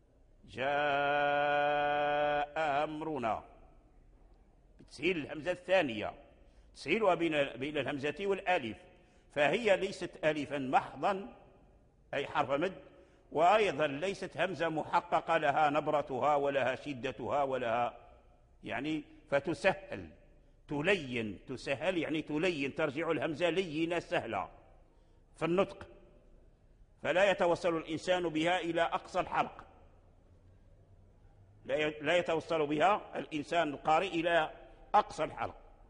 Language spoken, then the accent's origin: Arabic; Morocco; الوجه الآن متداول عندنا في المغرب ونقرأ به